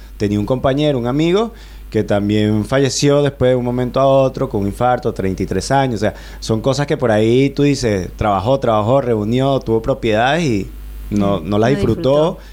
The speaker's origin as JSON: {"language": "Spanish", "town": "La Victoria", "region": "Aragua", "country": "Venezuela", "tie": "born there", "moved": "yes", "said": "soy de Venezuela, soy de la región central, nacido en La Victoria, estado de Aragua, un estado muy cerca de la costa, en una localidad que queda relativamente cerca de la capital, a 45 minutos por autopista, cerca de la capital del mismo estado"}